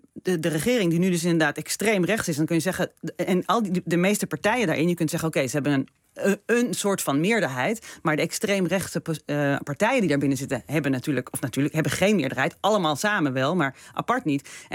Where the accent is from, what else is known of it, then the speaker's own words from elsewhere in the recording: Israel; Dat doen vanuit het standpunt dat we uit Israël komen. Dat we daar echt iets mee hebben, dat we van het land houden